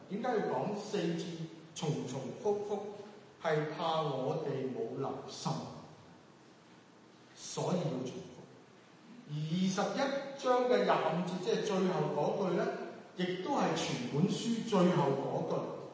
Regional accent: China; 我哋中國人就好知道咩叫做好味，最緊要好味係咪？

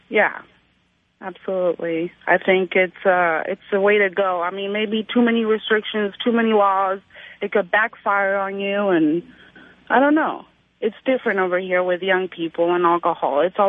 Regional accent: Spain; now in United States; I'm talking about growing up in Spain.

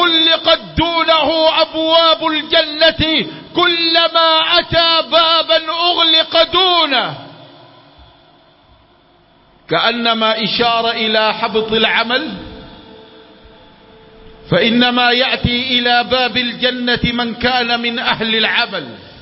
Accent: Sudan; ولكن أقول ما يحدث عندنا في السودان أشد وأنكى

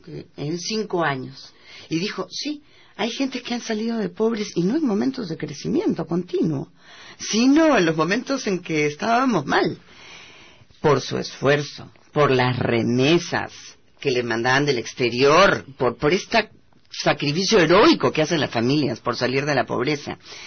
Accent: Peru; Claro, como peruanos y peruanas no podemos dejar de alegrarnos por cada peruano

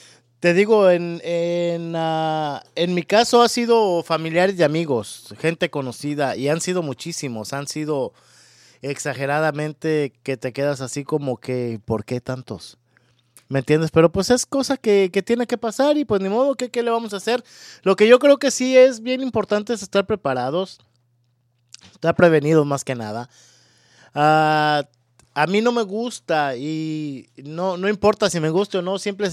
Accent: Mexico; Yo que soy mexicano.

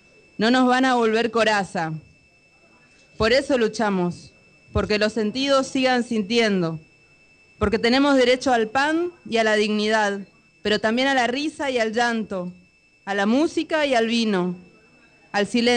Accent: Misiones, Argentina; Bueno, yo particularmente soy de Misiones, es la primera vez que vengo

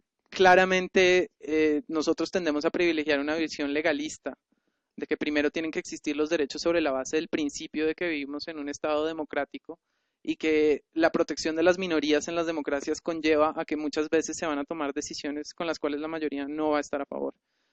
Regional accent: Colombia; un derecho al cual yo como colombiano no puedo acceder?

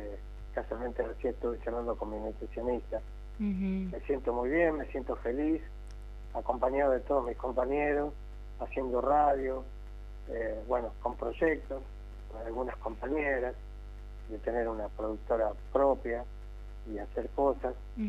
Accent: Córdoba, Argentina; moved away as an adult; now in Buenos Aires, Argentina; Soy cordobés y siempre estoy con alguna chispita ahí

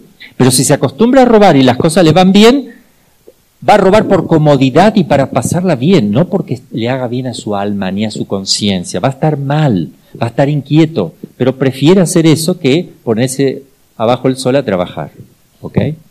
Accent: Argentina; se van a dar cuenta que soy argentino.

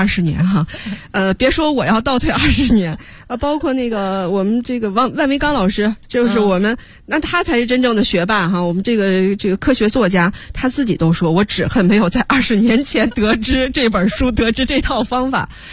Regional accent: China; 其实我觉得这个确实是我们中国人或者中国学生普遍的一种情况

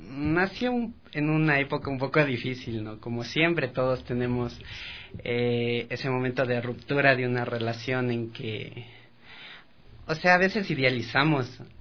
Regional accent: Quito, Pichincha, Ecuador; tengo 27 años, soy quiteño, de Cepa.

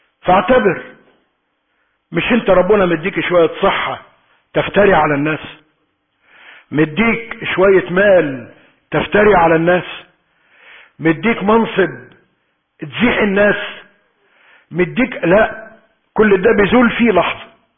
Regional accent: Egypt; اللهم احفظ بلدنا مصر من كل سوء

